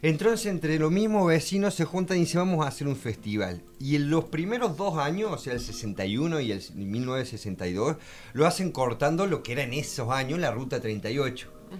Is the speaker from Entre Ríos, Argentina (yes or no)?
no; Córdoba, Argentina; Sí, la otra vez, como cordobés, me pasó algo muy loco